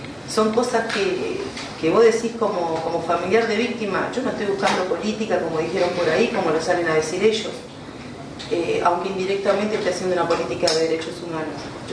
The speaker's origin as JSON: {"language": "Spanish", "town": "Tigre", "region": "Buenos Aires Province", "country": "Argentina", "tie": "born or raised there", "said": "Soy de Tigre, hace 43 años que vivo en Tigre."}